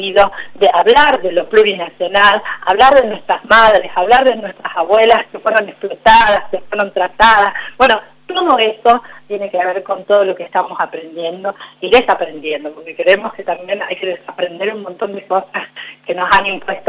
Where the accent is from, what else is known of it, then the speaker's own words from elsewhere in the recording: Salta, Argentina; Mira, yo vengo de Salta y mi mamá no era feminista, yo soy feminista